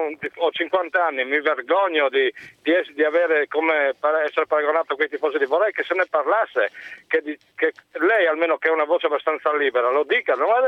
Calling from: Udine, Friuli-Venezia Giulia, Italy; sono da Udine.

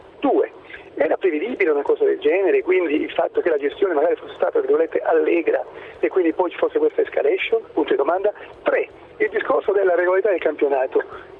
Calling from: Ancona, Marche, Italy; Sì, ma siamo da Ancona, non da Parma.

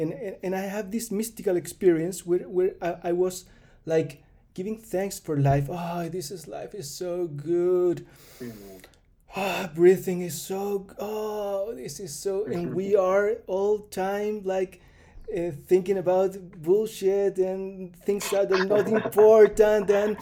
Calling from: Chile; I'm calling from Chile

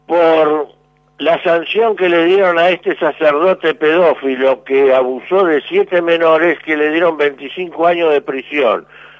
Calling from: Morón, Buenos Aires Province, Argentina; de Morón.

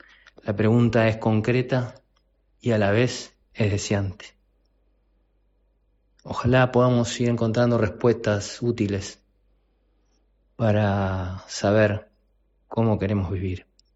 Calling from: Montevideo, Uruguay; de Montevideo, de Uruguay

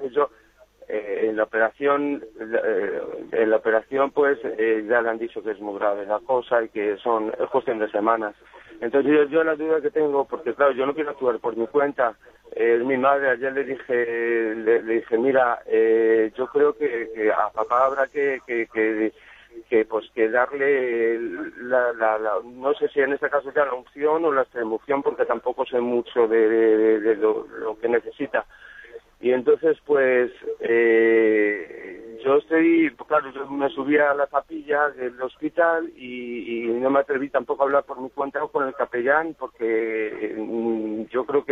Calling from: Madrid, Community of Madrid, Spain; de Madrid.

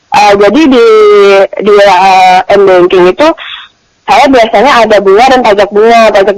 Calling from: Bogor, West Java, Indonesia; Iya, saya dari Bogor

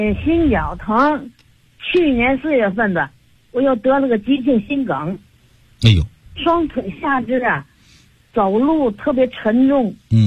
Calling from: Tianjin, China; 我是天津的。

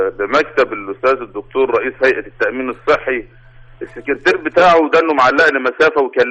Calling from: Zagazig, Sharqia Governorate, Egypt; من الشرقيه من الزقازيق.

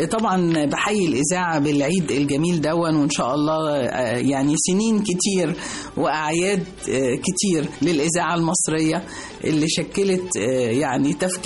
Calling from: Italy; وأنا بقى من إيطاليا أحب أسمع أغنية

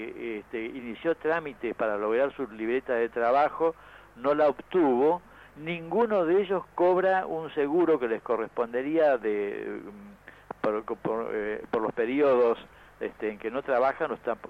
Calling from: Oberá, Misiones, Argentina; also born or lived in Buenos Aires; hablando desde Oberá, Misiones. Yo hace unos años que me vine de Buenos Aires para acá, trabajo acá

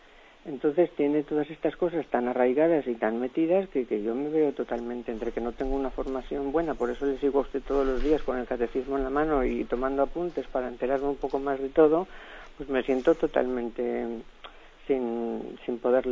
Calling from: Valencia, Valencian Community, Spain; de Valencia.

